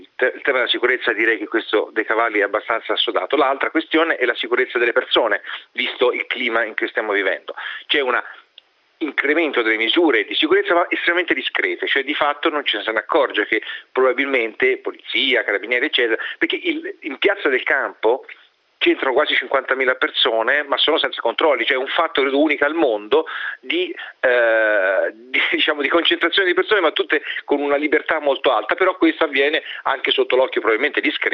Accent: Siena, Tuscany, Italy; Io da senese lo dico

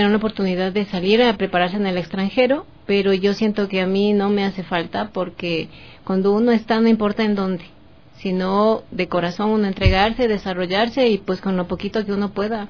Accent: Quito, Pichincha, Ecuador; born there; nacimos nosotros allá acá en Quito.

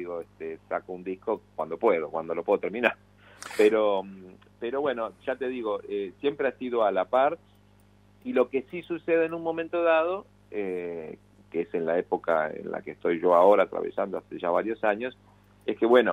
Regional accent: Rosario, Santa Fe, Argentina; con la banda con la que tenía yo cuando era pibe, adolescente, allá en Rosario.

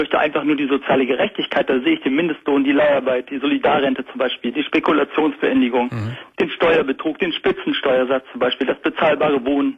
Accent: West Germany, Germany; tut mir leid, jetzt als Westdeutsche, sage ich mal

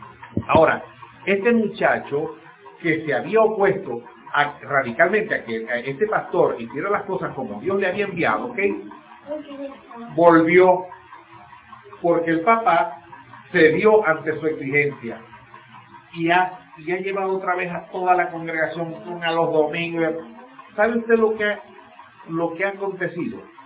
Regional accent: Maracaibo, Zulia, Venezuela; yo lo digo porque en Maracaibo, yo vengo de Maracaibo, ¿ok?

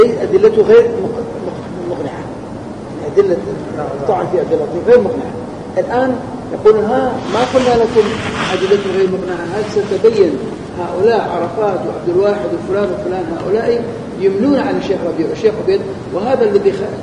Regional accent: Kurdistan Region, Iraq; مثل عندنا في كردستان صار عندهم هذا الشيء رأسا فتح عليهم

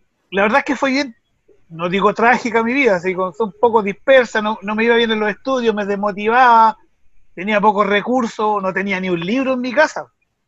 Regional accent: Talcahuano, Biobío, Chile; now in Santiago, Chile; somos coterráneos de Talcahuano, de ahí me vine, estudié en la Escuela de Ingeniería y ahora estoy en Santiago.

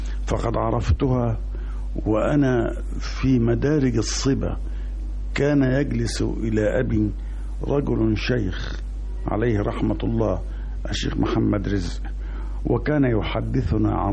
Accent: Damietta, Damietta Governorate, Egypt; وقد ولدت ونشأت في مدينة جميلة ساحلية، هي مدينة دمياط، مدينة الماء والشمس والهواء. وفي فترة التي نشأت فيها في دمياط

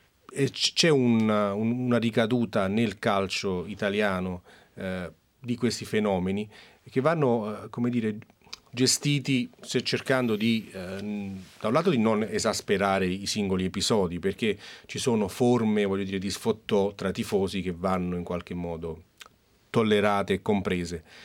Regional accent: Naples, Campania, Italy; mi ricordo benissimo anche da napoletano, una particolare sensibilità su questo

